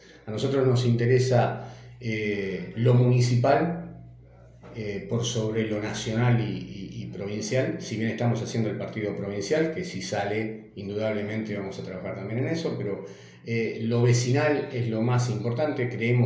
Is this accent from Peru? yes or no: no; Argentina; trabajar e ir todos para adelante como argentinos que somos